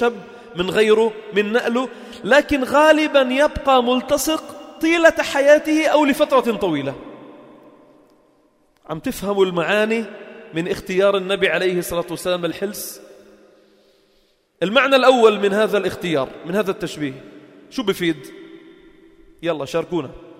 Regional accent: Lebanon; born there; هاي أنا خلقنا من فلسطين، خلقنا بلبنان وأبي خلق بلبنان وجدي إجا على لبنان عمره 5 سنين

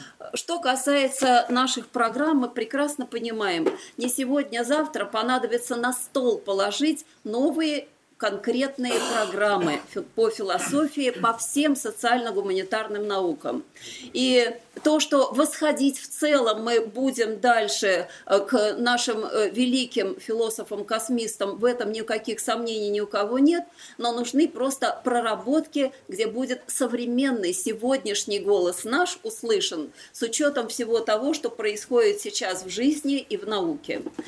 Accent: Volgograd, Volgograd Oblast, Russia; В моем родном городе Волгограде мы продолжаем

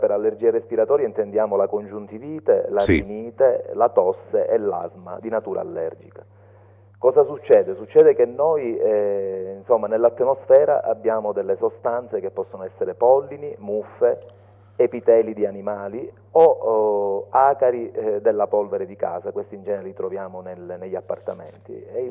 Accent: Palermo, Sicily, Italy; Sì, sì, sono nato a Palermo

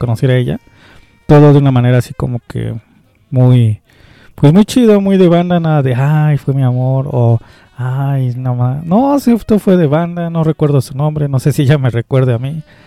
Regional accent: Culhuacán, Mexico City, Mexico; Yo también soy de Culhuacán

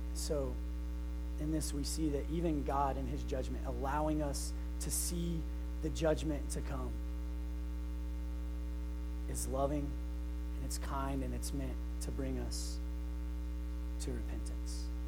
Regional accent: Farmington, United States; Growing up in Farmington, there was this hill that we loved to skate on because it had this big turn that was fun to make.

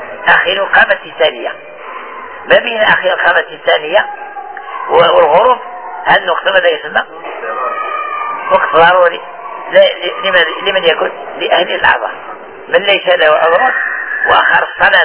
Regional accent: Morocco; يعني احنا في بلادنا المغرب

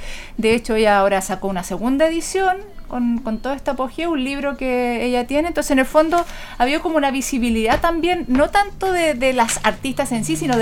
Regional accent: Concepción, Biobío, Chile; born there; Soy penquista de nacimiento.

